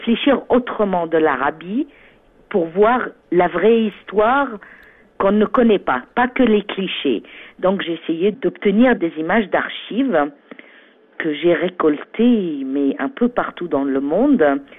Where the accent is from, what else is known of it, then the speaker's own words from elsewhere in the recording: Egypt; Je suis égyptienne, mais j'ai beaucoup vécu à l'étranger. Mon père est diplomate, donc j'ai grandi un peu partout dans le monde. Mais j'ai fait mes études à l'université américaine du Caire.